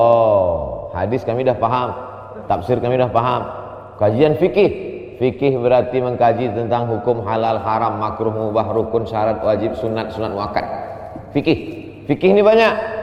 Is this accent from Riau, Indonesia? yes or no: yes; Riau, Indonesia; Sebagai orang Riau bangga kita.